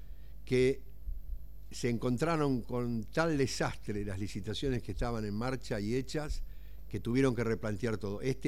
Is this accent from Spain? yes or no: no; Argentina; Sí, pero Estados Unidos es Estados Unidos, nosotros somos argentinos, digamos, ¿no?